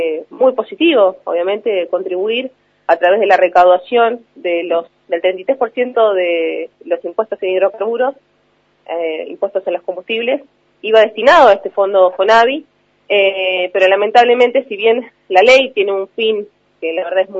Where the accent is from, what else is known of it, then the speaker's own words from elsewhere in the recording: Río Negro, Argentina; Esta situación se repite en toda la provincia. Yo soy del Alto Valle